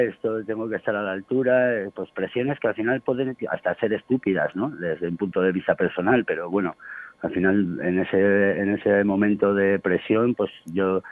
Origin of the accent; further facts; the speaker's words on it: La Rioja, Spain; Claro, y tampoco somos de Logroño, pero bueno, somos riojanos